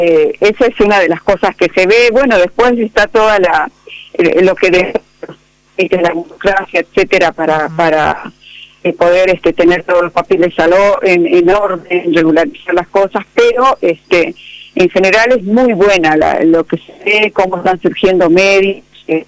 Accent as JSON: {"language": "Spanish", "country": "Argentina", "said": "colegas bolivianos y bolivianas que me decían, pero vos parece que no sos argentina, porque no hablas como porteño. Y no, bueno, Argentina es más grande que Buenos Aires y que el puerto."}